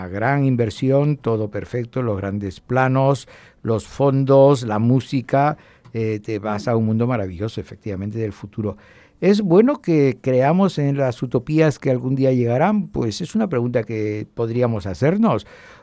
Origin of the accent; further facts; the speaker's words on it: Valencia, Valencian Community, Spain; Y como valenciano de muchos años, la verdad es que me sentí muy orgulloso